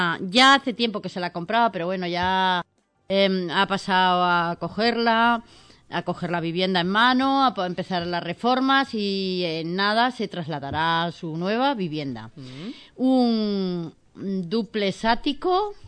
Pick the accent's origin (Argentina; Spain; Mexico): Spain; Cantabria; pues aquí pasa lo mismo, que yo soy de Cantabria.